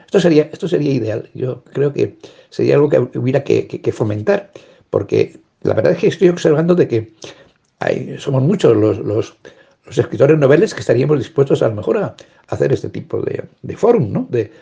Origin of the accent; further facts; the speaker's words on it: Navajas, Valencian Community, Spain; se ha puesto en contacto conmigo la chica que lleva la biblioteca de mi pueblo, de Navajas, diciéndome, por favor, que organicemos una fecha para presentar mi libro en Navajas